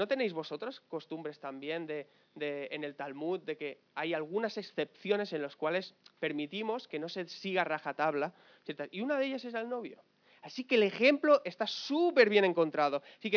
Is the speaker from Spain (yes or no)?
yes; Alcorcón, Community of Madrid, Spain; nosotros somos de Alcorcón, ¿me entiendes?